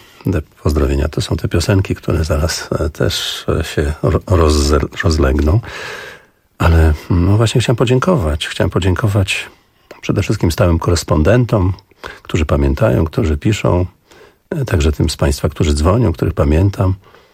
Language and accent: Polish; Augustów, Podlaskie Voivodeship, Poland; Ja pochodzę z Augustowa. Tam jest pani, która wyjechała z Augustowa, ale stamtąd pochodzi. Podlasie, powiedzmy. Raczej takie spokojne życie.